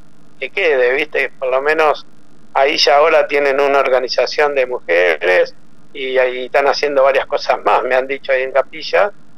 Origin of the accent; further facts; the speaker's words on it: Argentina; yo soy muy nacionalista, ¿eh? Yo soy, para mí no hay como Argentina, y bueno, la verdad, le pasó eso en mi país, me duele.